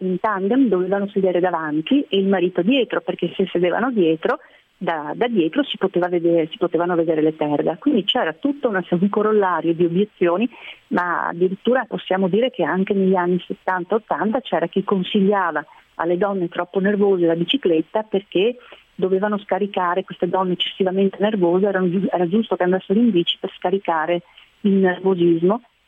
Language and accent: Italian; Treviso, Veneto, Italy; Io sono trevigiana e sicuramente Treviso è una città dove ci si muove molto volentieri in bicicletta